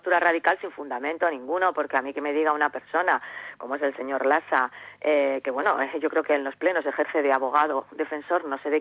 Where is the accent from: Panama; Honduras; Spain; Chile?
Spain; Llodio, Basque Country; yo soy ciudadana de Llodio primero